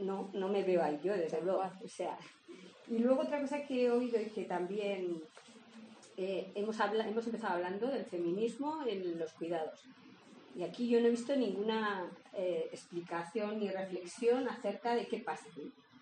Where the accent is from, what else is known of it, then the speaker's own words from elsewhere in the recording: Pamplona, Navarre, Spain; venimos de Pamplona